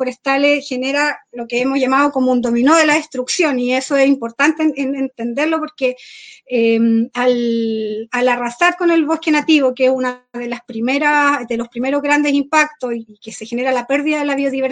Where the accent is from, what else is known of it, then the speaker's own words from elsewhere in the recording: Freire, Araucanía, Chile; soy del territorio de Freire, cerca de Temuco, acá en la región de la Araucanía, pero hace 7 años vivo en territorio Lafkenche, que es el territorio donde viven los mapuches, cerca de la costa.